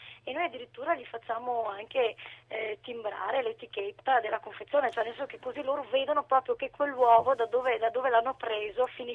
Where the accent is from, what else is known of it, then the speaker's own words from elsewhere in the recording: Cittadella, Veneto, Italy; quindi noi siamo di Cittadella, quindi sarà PD, come nelle vecchie targhe automobilistiche.